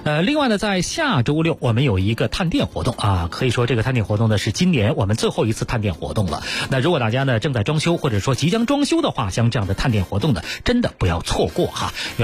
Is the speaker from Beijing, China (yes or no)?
yes; Beijing, China; 尤其是我们北京人对那儿哈、啊，老觉得原来是一个出煤的地方